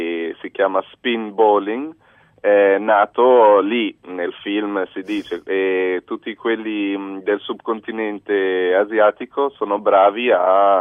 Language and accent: Italian; Almora, Uttarakhand, India; sono cresciuto praticamente per tutta la vita in India, in un posto dove si chiama, dove insomma davanti a casa nostra c'era l'Himalaya e si chiama Almora il posto, e sarebbe a 1700 metri al nord, nel nord dell'India.